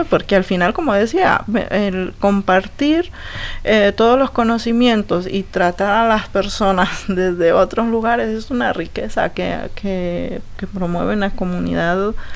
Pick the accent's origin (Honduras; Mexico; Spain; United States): Honduras; en el caso nuestro específico como hondureñas